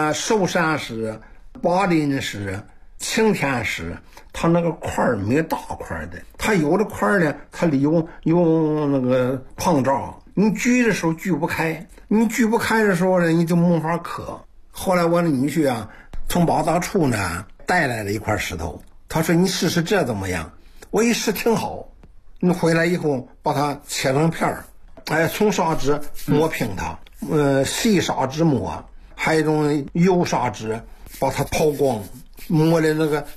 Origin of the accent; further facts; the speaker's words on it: Jinzhou, Hebei, China; 就到了我们老家晋州，河北晋州塔上村，在一个农舍，原来我有个农舍